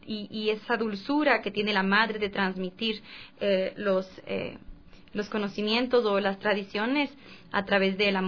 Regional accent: Cotopaxi, Ecuador; También en Cotopaxi, de donde yo soy, está el Huaco

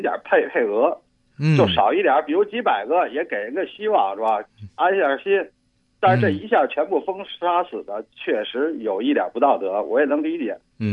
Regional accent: China; 挺感慨，作为大陆人特别感慨。

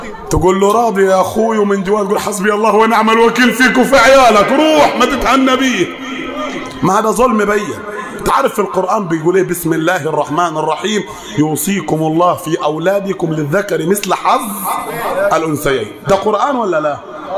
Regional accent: Upper Egypt, Egypt; الدارج عندنا في الصعيد مثل يقول لك النبي وصى كام؟ سبعه

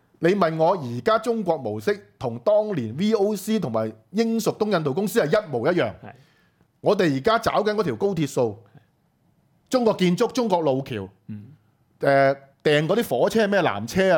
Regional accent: Hong Kong; 但係我哋香港人。你冇貸款俾我哋喎

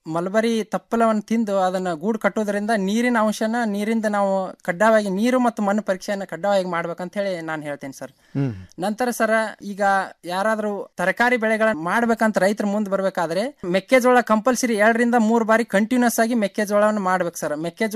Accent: Hirur, Karnataka, India; ನಮ್ಮ ಬೆಳಗಾವಿ ಜಿಲ್ಲೆಯ ಸವದತ್ತಿ ತಾಲೂಕಿನ ಹಿರೂರು ಗ್ರಾಮ ಸರ್.

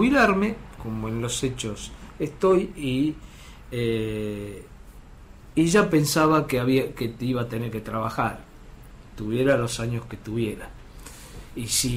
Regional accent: Buenos Aires, Argentina; Yo vengo de un barrio, vengo del barrio de Nueva Pompeya, en donde cuando era chico la gente se jubilaba temprano

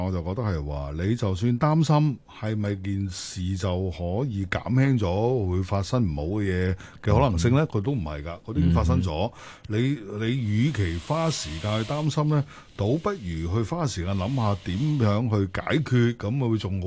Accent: China; 记住，我哋中国人食嘢系药膳嘅

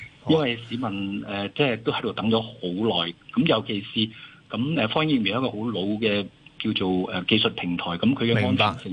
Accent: Hong Kong; 我覺得我哋香港人好有智慧嘅

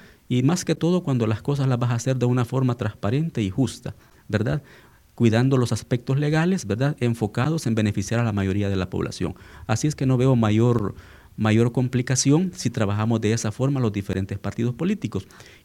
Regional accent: El Salvador; nosotros como salvadoreños hemos sido gobernados

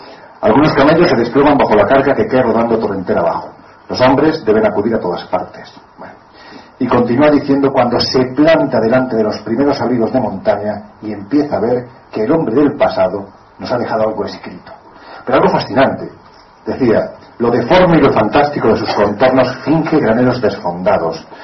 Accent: Jaén, Andalusia, Spain; en un yacimiento de mi tierra, de Jaén

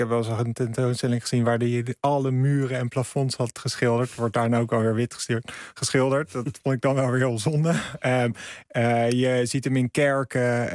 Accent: Amsterdam, North Holland, Netherlands; ik vind Rotterdam persoonlijk als Amsterdammer, die heeft misschien wel de gaafste kunst, vind ik.

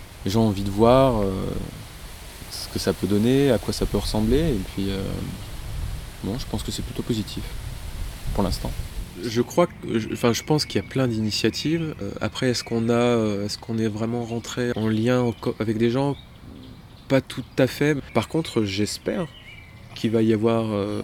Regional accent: Annonay, Auvergne-Rhône-Alpes, France; Alors, à l'origine, on est d'Annonay, tous d'Annonay.

